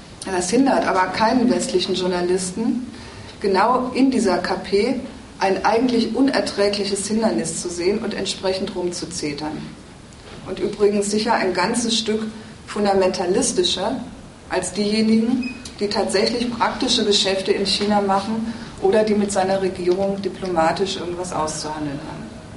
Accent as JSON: {"language": "German", "region": "North Rhine-Westphalia", "country": "Germany", "said": "bei uns im Ruhrgebiet, wo ich herkomme."}